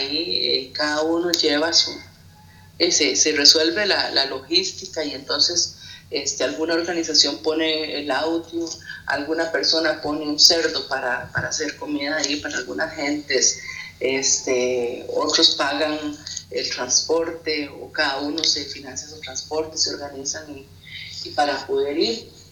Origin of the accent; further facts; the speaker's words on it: Costa Rica; tenía un 90% de rechazo aproximadamente en mi país